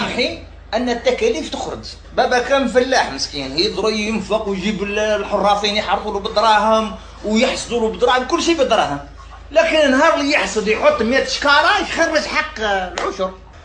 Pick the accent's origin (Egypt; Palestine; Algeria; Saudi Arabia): Algeria; والعمل اللي كاين ساير عند الوالد وعند غيره من الفلاحين عندنا في الجزائر